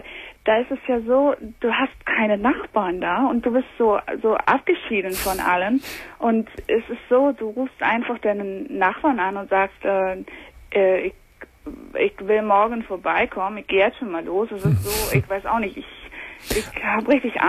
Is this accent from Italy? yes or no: no; Chicago, Illinois, United States; German is a second language; Ich komme aus Chicago.